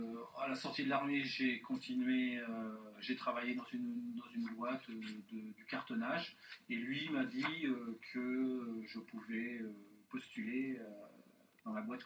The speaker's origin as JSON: {"language": "French", "town": "Blois", "region": "Centre-Val de Loire", "country": "France", "tie": "born there", "said": "je suis né à Blois et j'ai débuté ma carrière professionnelle en Touraine, par des petits boulots au début et ensuite dans l'imprimerie. J'ai 55 ans."}